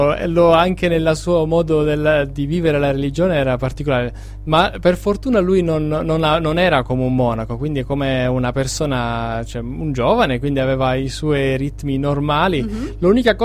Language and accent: Italian; Sicily, Italy; anche essendo siciliano … mi ha sempre colpito